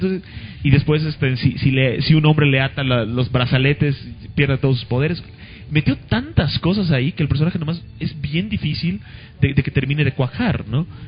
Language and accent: Spanish; Mexico; yo soy mexicano y soy hombre